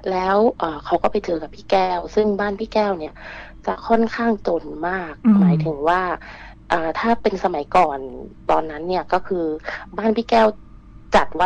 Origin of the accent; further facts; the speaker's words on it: Nakhon Si Thammarat, Thailand; moved away as an adult; also born or lived in Bangkok; now in Phuket, Thailand; หนูเป็นคนนครศรีธรรมราชนะคะบ้านเดียวกับ … เลยค่ะแล้วหนูเนี่ยออกจากนครศรีธรรมราชมาเรียนต่อที่กรุงเทพตอนมหาลัยนะคะแล้วก็เรียนจบก็กลับไปทำงานที่ภูเก็ตค่ะ